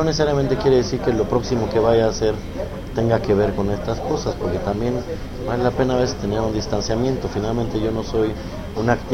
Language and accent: Spanish; Mexico; o a lo que somos como mexicanos